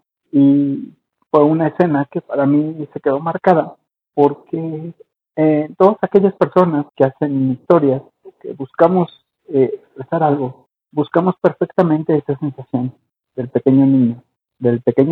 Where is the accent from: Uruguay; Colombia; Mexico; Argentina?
Mexico; Aquí de saludos desde mi tierra mexicana.